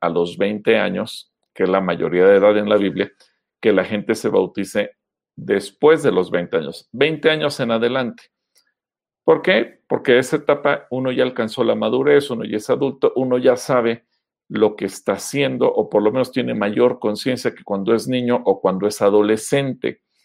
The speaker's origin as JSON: {"language": "Spanish", "country": "Mexico", "said": "las costumbres y tradiciones que tenemos como pueblo mexicano"}